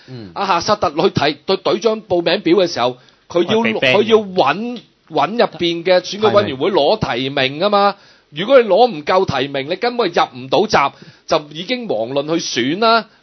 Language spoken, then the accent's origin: Cantonese; Hong Kong; 我哋香港人